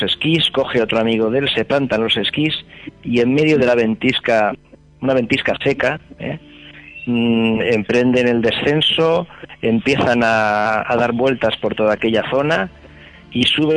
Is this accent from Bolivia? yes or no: no; Alicante, Valencian Community, Spain; nosotros somos también de Alicante, pero no somos los desaparecidos.